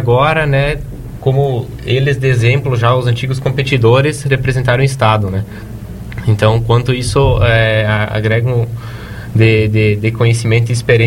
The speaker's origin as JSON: {"language": "Portuguese", "town": "Nova Erechim", "region": "Santa Catarina", "country": "Brazil", "tie": "born or raised there", "said": "eu não sou natural daqui, sou natural de Nova Erechim, né? Eu estava morando lá com meus pais, esse ano que eu vim para cá."}